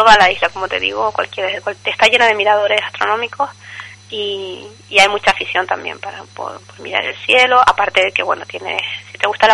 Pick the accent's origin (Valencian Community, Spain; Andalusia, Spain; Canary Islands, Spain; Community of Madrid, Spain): Canary Islands, Spain; Yo soy de Tenerife.